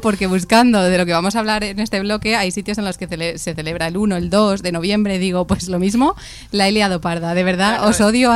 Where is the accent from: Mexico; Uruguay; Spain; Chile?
Spain; como buenas españolas, pues nos gusta hablar de lo que no sabemos.